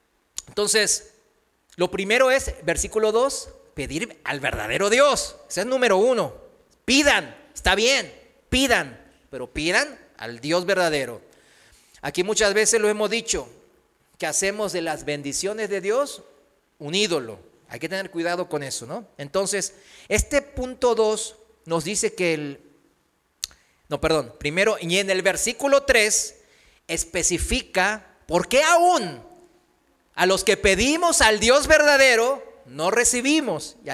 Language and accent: Spanish; South Korea; Spanish is a second language; now in Mexico; Aquí en México es fácil, ¿no?, relacionarlo rápido con la iglesia tradicional. Pues en mi país también, en Corea, pues están budas por todos lados.